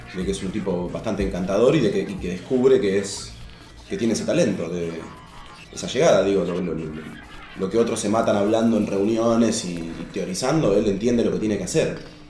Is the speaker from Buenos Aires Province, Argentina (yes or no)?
yes; Ameghino, Buenos Aires Province, Argentina; moved away; Llegué de Ameguino, me anoté en una carrera que se llama Nutrición